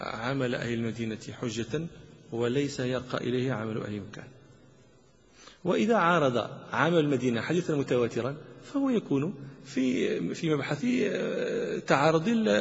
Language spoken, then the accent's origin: Arabic; Morocco; عندنا في المغرب شيء يسمى عمل أهل فاس